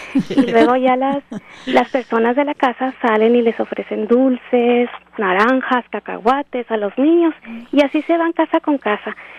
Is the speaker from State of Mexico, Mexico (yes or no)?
no; Chihuahua, Mexico; Yo soy de Chihuahua, de una pequeña ciudad de Chihuahua